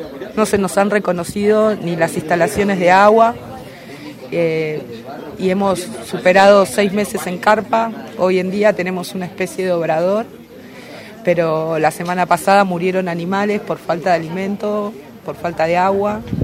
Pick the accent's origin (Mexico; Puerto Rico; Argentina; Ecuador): Argentina; que se me reconozca como madre argentina, madre de 5 hijos que fueron instruidos y formados en el pueblo, como familia humilde y trabajadora